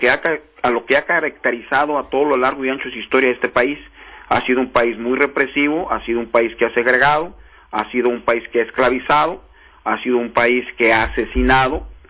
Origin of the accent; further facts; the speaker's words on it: Mexico; somos nosotros los mexicanos que vivíamos en el sur de los Estados Unidos